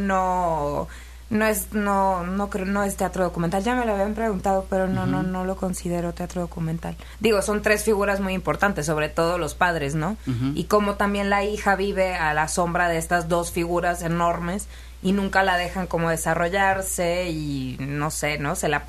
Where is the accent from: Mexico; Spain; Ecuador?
Mexico; Tijuana, Baja California; Yo soy de Tijuana, Baja California.